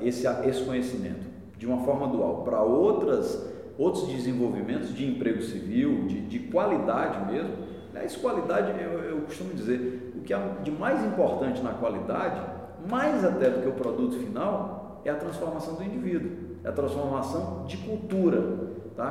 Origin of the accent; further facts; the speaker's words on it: Brazil; Eu, antes de tudo, sou brasileiro, vibro com o nosso verde e amarelo